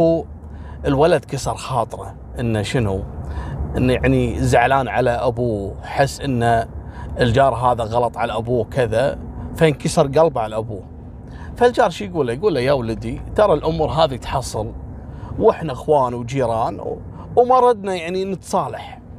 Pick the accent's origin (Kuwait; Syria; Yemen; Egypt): Kuwait; في عام 2017 عندنا في الكويت هني في جيران أصدقاء